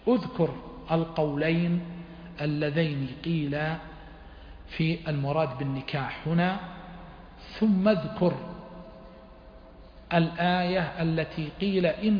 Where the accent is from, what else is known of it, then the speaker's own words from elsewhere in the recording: Huraymila, Riyadh Province, Saudi Arabia; بين إخوتي وبين أهلي حريملاء هي بلدي ومسقط رأسي